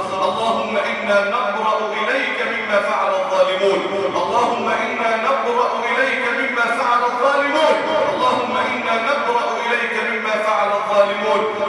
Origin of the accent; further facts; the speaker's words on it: Egypt; اللهم اجعل بلدنا مصر الامن الامانه